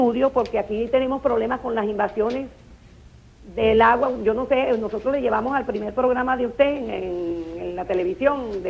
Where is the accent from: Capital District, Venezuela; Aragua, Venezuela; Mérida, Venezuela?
Capital District, Venezuela; Caracas; now in Carayaca, Venezuela; Yo soy caraqueña.